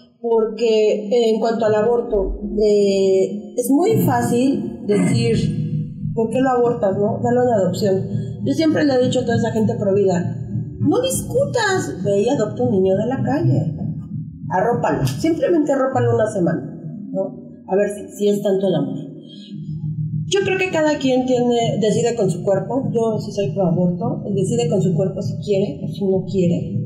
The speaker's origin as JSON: {"language": "Spanish", "region": "Chiapas", "country": "Mexico", "said": "Yo soy de Chiapas, ¿no? Entonces, en ese estado, aparte de que es un estado muy pobre y muy ignorante y súper conservador en algunos puntos"}